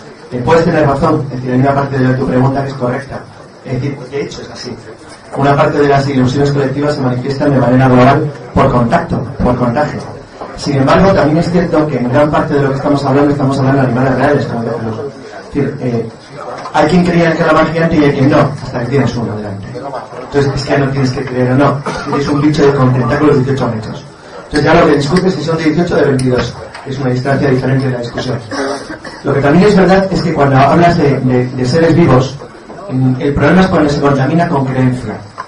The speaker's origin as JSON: {"language": "Spanish", "town": "Santander", "region": "Cantabria", "country": "Spain", "said": "La ciudad de mis padres tiene la Torre del Oro Oscuro, soy de Santander."}